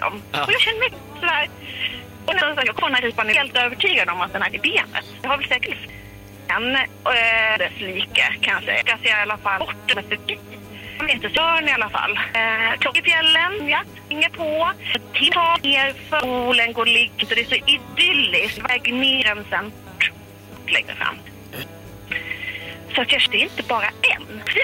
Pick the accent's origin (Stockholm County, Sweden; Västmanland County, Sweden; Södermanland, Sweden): Västmanland County, Sweden; Västerås; Alltså jag är ju från Västerås, så det är inte min grej.